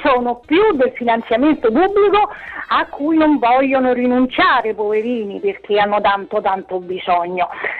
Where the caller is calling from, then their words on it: Rome, Lazio, Italy; Salve, sono Romana di Roma